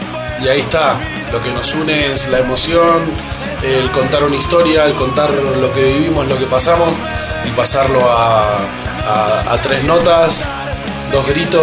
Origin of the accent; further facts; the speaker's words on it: Argentina; now in Madrid, Spain; Sí, somos argentinos.